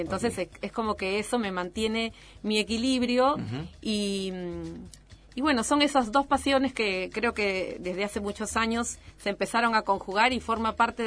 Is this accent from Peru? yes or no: yes; Lima, Peru; mi verdadero amor es música de la costa peruana, porque soy de Lima, que es justamente de la costa.